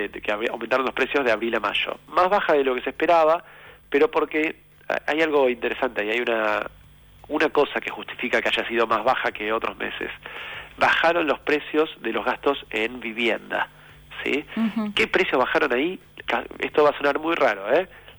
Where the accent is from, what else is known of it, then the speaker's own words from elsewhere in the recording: Argentina; como argentinos y argentinas, decidimos votar un gobierno distinto